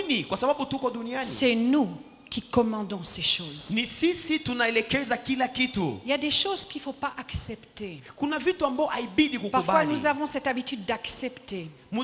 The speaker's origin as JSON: {"language": "French", "country": "DR Congo", "moved": "yes", "said": "Parce que j'ai quitté le Congo en 1980 pour jamais revenir. Pour moi, le Congo, c'était pour papa et maman."}